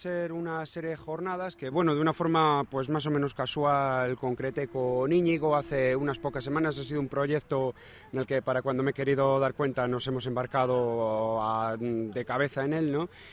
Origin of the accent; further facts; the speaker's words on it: Palencia, Castile and León, Spain; como Burgos, como Palencia, que es de donde soy yo, como Valladolid, ¿no?